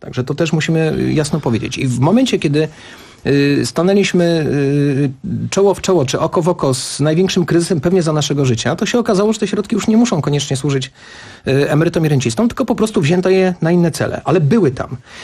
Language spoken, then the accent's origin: Polish; Kraków, Lesser Poland, Poland; Ja jestem z Krakowa, ja się zastanawiam.